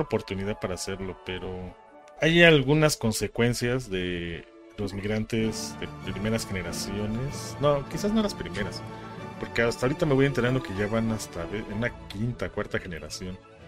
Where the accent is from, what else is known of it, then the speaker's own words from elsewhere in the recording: Mexico; también aquí hablamos mucho de, sí, somos mexicanos